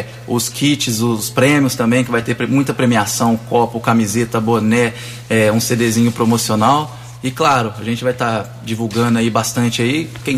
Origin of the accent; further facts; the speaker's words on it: Mococa, São Paulo, Brazil; Na minha terra, é um sonho mesmo.